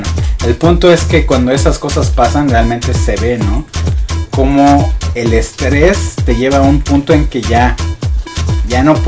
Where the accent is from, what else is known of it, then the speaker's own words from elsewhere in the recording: Mexico City, Mexico; nosotros venimos de la Ciudad de México